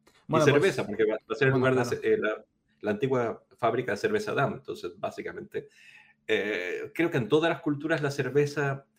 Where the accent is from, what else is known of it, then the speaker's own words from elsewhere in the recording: Chile; moved away as an adult; now in Spain; hace 20 años más o menos había venido a estudiar a España, pues yo soy chileno